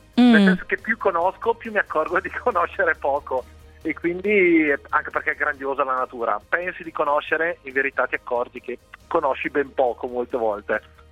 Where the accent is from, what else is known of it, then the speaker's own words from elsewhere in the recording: Lombardy, Italy; Io sono un bresciano, sono in Franciacorta.